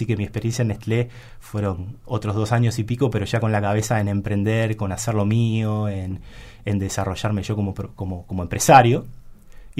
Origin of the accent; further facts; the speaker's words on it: Argentina; que soy argentino, que otro uruguayo, ¿no?